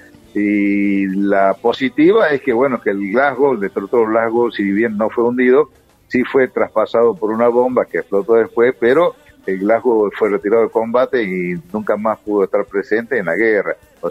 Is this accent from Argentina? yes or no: yes; Tucumán, Argentina; yo tucumano, me crié en Tucumán, estudié en Córdoba en la Escuela de Aviación, de ahí fui a Mendoza, a la Escuela de Caza